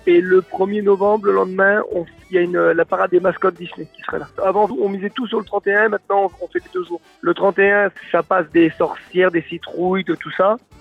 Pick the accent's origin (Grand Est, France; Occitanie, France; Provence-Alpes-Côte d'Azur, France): Grand Est, France; Nancy; Déjà, on est originaire de Nancy.